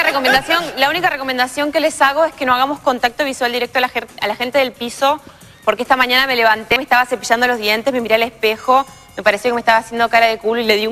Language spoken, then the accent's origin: Spanish; Frías, Santiago del Estero, Argentina; born there; Yo nací en Frías, en Santiago del Estero, por accidente.